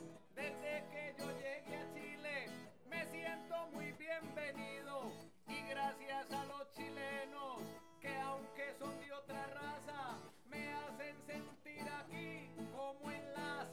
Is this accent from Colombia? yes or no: yes; Colombia; Nosotros venimos de Colombia, de dos regiones muy diferentes, pero muy parecidas al mismo tiempo.